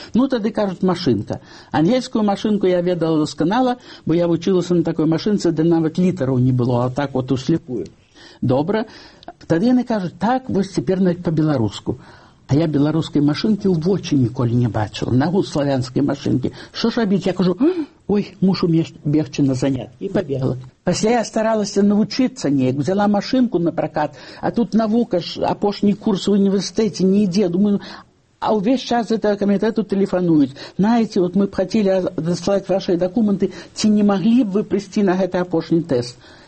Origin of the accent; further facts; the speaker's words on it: Babruysk, Mogilev Region, Belarus; born there; Дарэчы, я нарадзілася ў Бабруйску